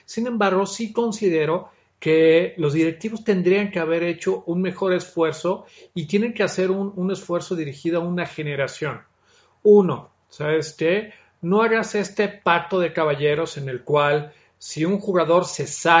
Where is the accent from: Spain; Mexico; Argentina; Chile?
Mexico; Soy mexicano, amo mi país, pero soy realista